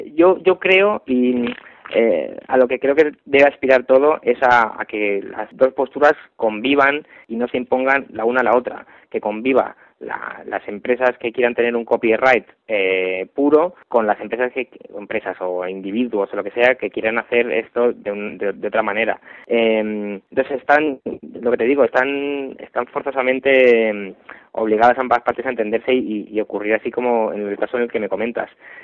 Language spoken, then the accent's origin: Spanish; Madrid, Community of Madrid, Spain; yo tengo otro grupo aparte de … que somos de Madrid